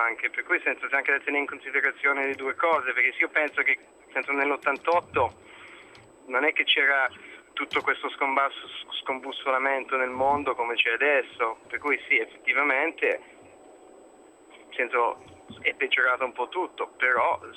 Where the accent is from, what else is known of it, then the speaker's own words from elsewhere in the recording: Canada; now in Italy; Adesso io non voglio mettermi perché sono canadese piuttosto che un ghanese